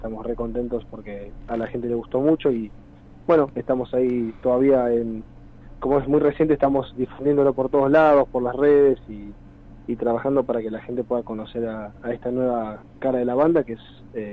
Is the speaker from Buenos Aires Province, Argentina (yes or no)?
yes; Benavides, Buenos Aires Province, Argentina; Nosotros somos de zona norte, estamos más o menos distribuidos. Uno está más por el noroeste, que está en San Miguel, después bueno, en mi caso Benavides